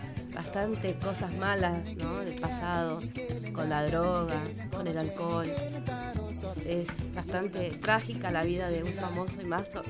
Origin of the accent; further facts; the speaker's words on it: Argentina; No es de nuestro país, es de México, y somos argentinos.